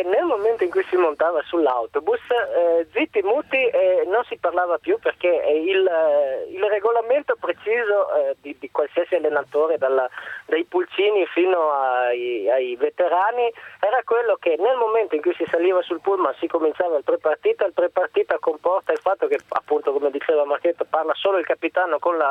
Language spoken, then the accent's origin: Italian; Padua, Veneto, Italy; E poi le faccio solo una velocissima considerazione da padovano, perché io di origine sono padovano.